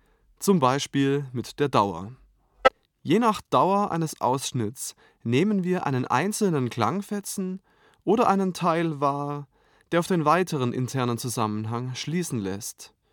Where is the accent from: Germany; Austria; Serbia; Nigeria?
Germany; Baden-Württemberg; now in Berlin, Germany; Ich bin Komponist, geboren 1980 und aufgewachsen in der Stuttgarter Umgebung. Ich lebe seit einigen Jahren in Berlin